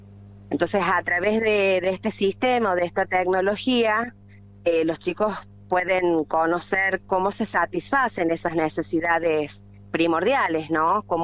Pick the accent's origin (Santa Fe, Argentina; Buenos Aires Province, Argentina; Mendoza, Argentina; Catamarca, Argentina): Catamarca, Argentina; Cortadera Norte; Nosotros somos de la Cortadera Norte. Si haces unos kilometritos más, vas a llegar a Los Medanitos, estamos con límite con La Rioja.